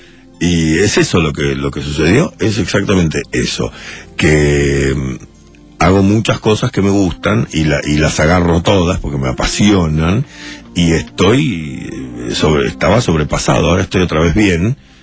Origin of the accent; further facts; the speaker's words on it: Uruguay; Se me di cuenta en el momento en que ponía el pie en el Uruguay. Cuando llegué, me di cuenta. Y necesitaba ir a lo de Carlos, necesitaba estar en mi país.